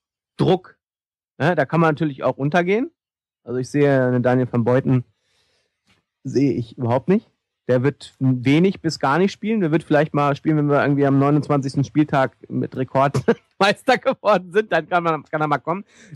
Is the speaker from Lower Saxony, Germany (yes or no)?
yes; Hannover, Lower Saxony, Germany; Es tut mir leid, ich komme aus Hannover, ja